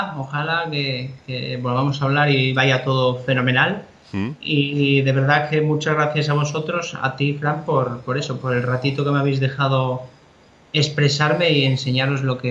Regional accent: Asturias, Spain; Hay alguna cerrada, pero la hay por aquí, por mi tierra, por Asturias.

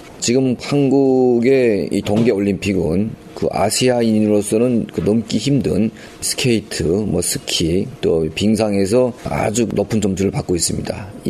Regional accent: North Korea; now in South Korea; 제가 1992년도에 첫 탈북을 해서 중국에 있을 때

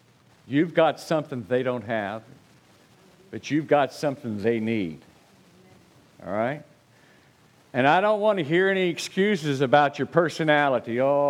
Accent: Oklahoma, United States; I'm from Oklahoma. You'll never go where I am. All right? Out in the woods, way out there, you know.

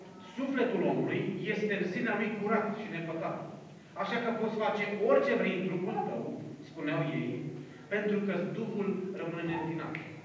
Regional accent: Romania; born there; M-am născut în România. Am o limbă, am o cultură. Am o naționalitate.

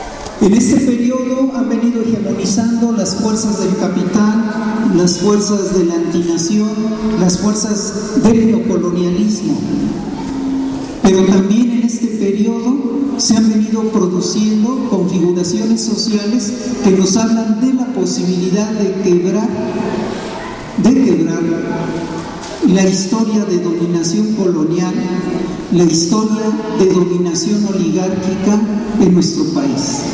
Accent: Mexico; Eso tiene consecuencias fundamentales para nosotros como mexicanos.

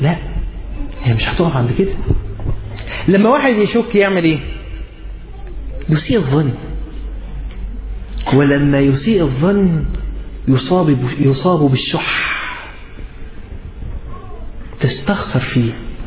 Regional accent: Egypt; بس احنا كمصريين بنشيل بنعمل كده يعني

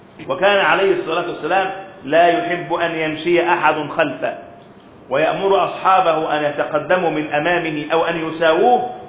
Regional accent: Egypt; اللي احنا بنسميه عندنا في مصر يقول لك ده ماشي بيمد

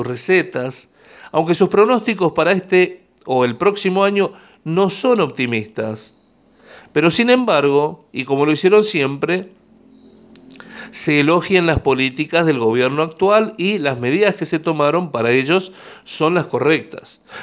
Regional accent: La Rioja, Argentina; tenemos mucho por hacer nosotros como riojanos

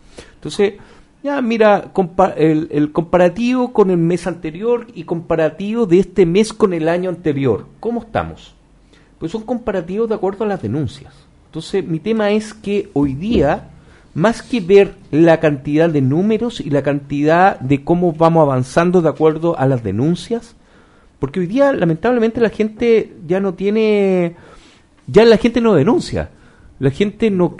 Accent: Chile; Como buen chileno dejamos todo para última hora

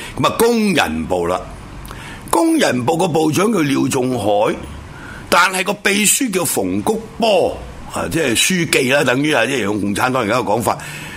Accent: Hong Kong; 我原本个乡下啦，我系嘛？我乡下系香港啊，系嘛？咁我有个原籍，咁啊原籍就是海陆丰，系嘛？学佬。

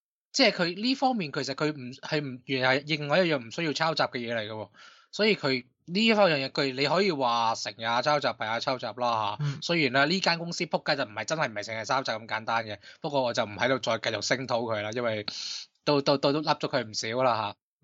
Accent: Hong Kong; 我哋香港人嘅叫法就系抽佢水咧，

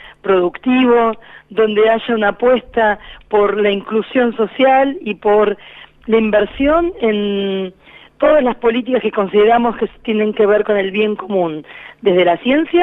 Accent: Argentina; somos el pueblo argentino en su totalidad

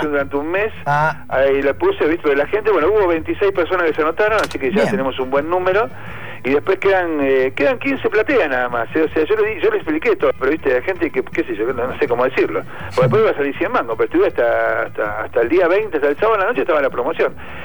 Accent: Buenos Aires, Argentina; es como volver a Buenos Aires, es como decir, estoy de vuelta en mi tierra

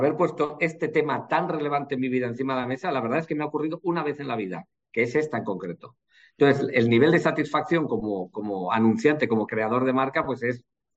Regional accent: Bilbao, Basque Country, Spain; y en Bilbao, que es el centro del mundo, soy de Bilbao, por eso lo digo

